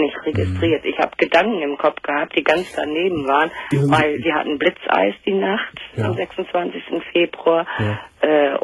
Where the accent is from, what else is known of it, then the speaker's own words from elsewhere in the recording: Lower Saxony, Germany; also ich komme aus dem Kreis Uelzen.